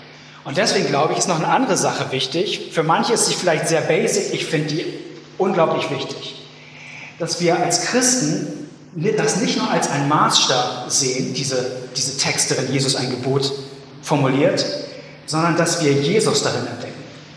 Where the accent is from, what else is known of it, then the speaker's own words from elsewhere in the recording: Hamburg, Germany; Und ich finde das irgendwie als Hamburger in einem völlig sonnenlosen November, ist das ein ziemlich attraktives Bild für mich.